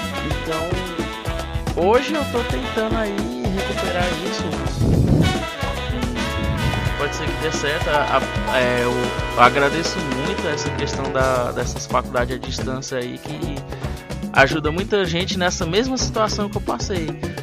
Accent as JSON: {"language": "Portuguese", "town": "Itapajé", "region": "Ceará", "country": "Brazil", "said": "eu não sou de Sobral, né, eu sou de Itapajé. Aí você vem lá de uma família de agricultores e tal."}